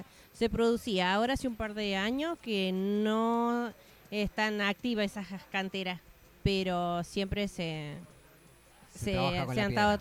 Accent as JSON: {"language": "Spanish", "town": "Las Aguadas", "region": "San Luis", "country": "Argentina", "said": "de la zona en el departamento San Martín, soy de Casa de los Tigres, de Las Aguadas, la localidad de Las Aguadas. Sí, ahí es una zona bastante fea para llegar, no es muy fácil para llegar."}